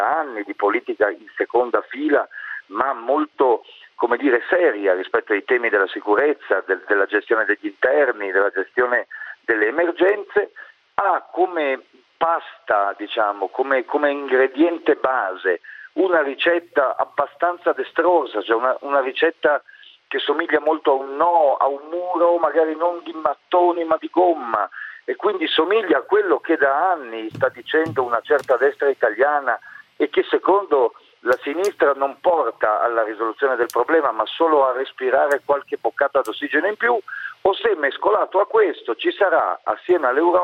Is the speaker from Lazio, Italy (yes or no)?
no; Friuli-Venezia Giulia, Italy; Io vengo da una terra di terremoto, perché sono nato in Friuli pochi mesi prima del terremoto del 76